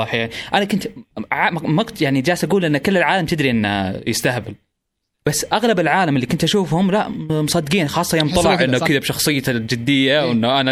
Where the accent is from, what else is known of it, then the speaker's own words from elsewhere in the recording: Saudi Arabia; وراح عندنا بالسعوديه